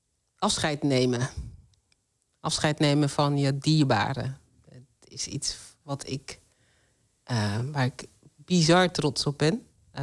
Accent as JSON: {"language": "Dutch", "country": "Netherlands", "said": "Ja, want ik ben altijd Nederlander geweest. Ik heb Surinaamse roots. En daar ben ik apen trots op. Maar ik ben ook een hele... ik ben een Nederlander."}